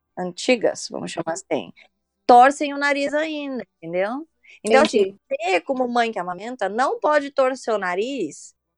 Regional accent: São Paulo, Brazil; Porque eu sou de São Paulo, meus pais moram lá.

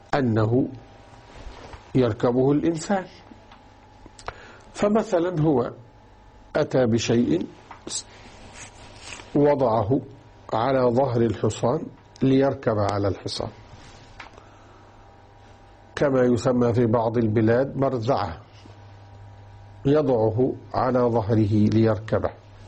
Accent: Egypt; أو كانوا يسمونها باللغة الدارجة عندنا في مصر المستحية.

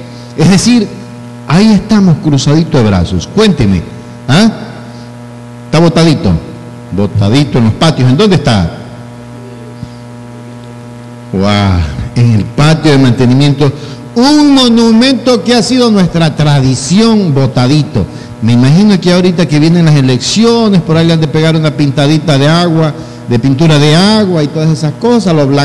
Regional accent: Manabí, Ecuador; Nosotros somos montubios por tradición, somos los montubios de Choni, somos los montubios de la zona norte de Manabí.

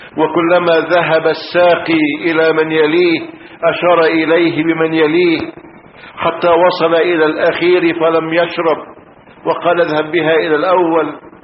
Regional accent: Egypt; أنا مصري ولست سوريا حتى.

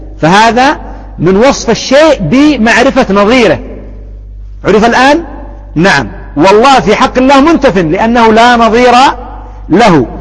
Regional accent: Yemen; أو يطلب علم ها هنا عندنا في اليمن

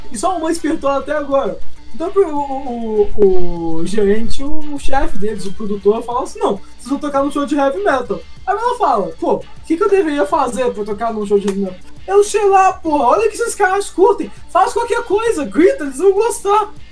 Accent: Brazil; Eu, como brasileiro, não entendo uma palavra do que os caras dizem.

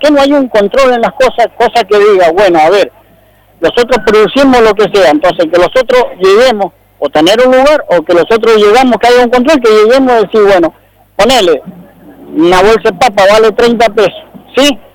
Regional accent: Maipú, Mendoza, Argentina; yo soy chacarero, somos hortícolas, la mayoría de las familias somos hortícolas y somos del departamento de Maipú.

